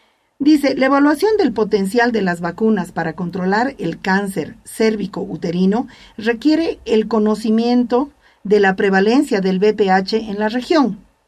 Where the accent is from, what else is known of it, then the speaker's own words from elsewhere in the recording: Bolivia; incluso como ciudadana boliviana